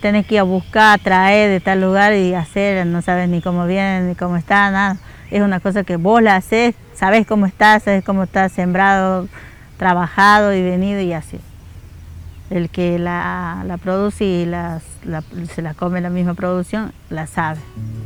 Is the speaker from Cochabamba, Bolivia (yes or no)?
no; Tarija, Bolivia; moved away as an adult; vengo de Tarija. Cuando me vine de allá tenía 20 años, con una bolsita de ropa nada más, con 2-3 ropas y mis 2 hijos chiquitos, sin conocer, sin nada.